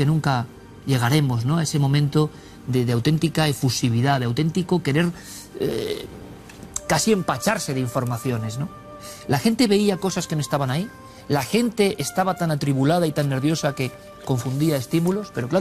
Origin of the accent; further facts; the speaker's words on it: Vitoria, Basque Country, Spain; born there; Somos, por lo menos yo por edad, niño de la transición, y encima nací en Vitoria.